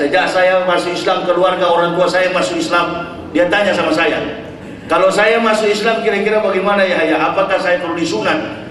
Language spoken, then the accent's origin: Indonesian; Manado, North Sulawesi, Indonesia; coba kita orang Manado